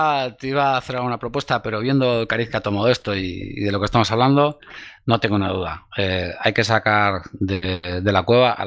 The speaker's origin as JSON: {"language": "Spanish", "town": "Bilbao", "region": "Basque Country", "country": "Spain", "tie": "born or raised there", "also_born_or_lived": "Sopelana", "said": "mi infancia la pasé en Bilbao, en Basurto. Viví unos años en Sopelana, estudié en el Instituto de Plencia"}